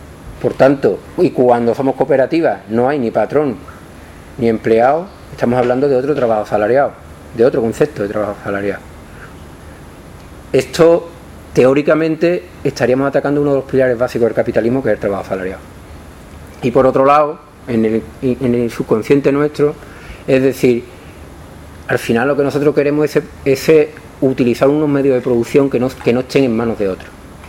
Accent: Morón de la Frontera, Andalusia, Spain; En la cooperativa de mi pueblo, Morón de la Frontera, está el mayor latifundista del pueblo y de muchos pueblos

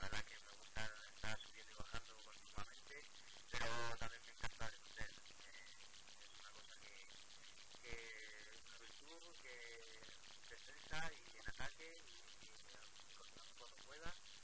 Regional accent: Salamanca, Castile and León, Spain; now in Elche, Spain; sí que voy a vivir en Elche porque yo como soy de Salamanca

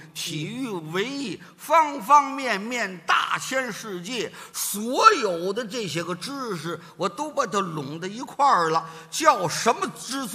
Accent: China; 这就是我们中国人说的那五个大字儿：山高人为峰。

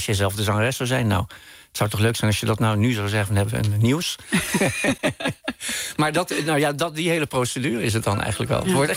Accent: Bergen op Zoom, North Brabant, Netherlands; wat ik zelf in de stad, in dit geval Berg op Zoom, waar ik opgroeide, zag

